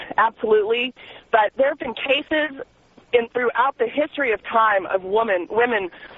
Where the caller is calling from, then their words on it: Phoenix, Arizona, United States; Hey, I'm calling from Phoenix, and I really appreciate you releasing this woman's name.